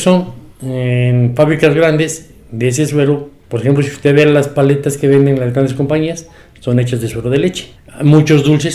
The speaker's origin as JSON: {"language": "Spanish", "region": "Puebla", "country": "Mexico", "said": "Yo estuve trabajando, salí de trabajar de Puebla a trabajar en ranchos."}